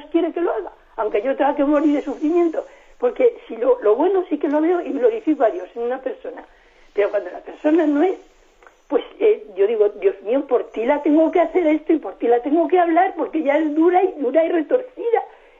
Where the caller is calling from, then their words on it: Madrid, Community of Madrid, Spain; Buenos días … de Madrid.